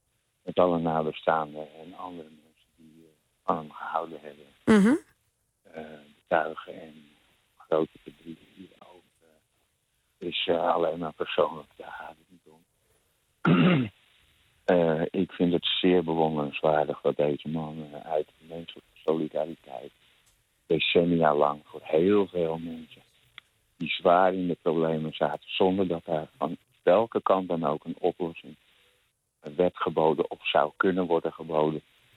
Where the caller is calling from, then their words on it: Amsterdam, North Holland, Netherlands; uit Amsterdam.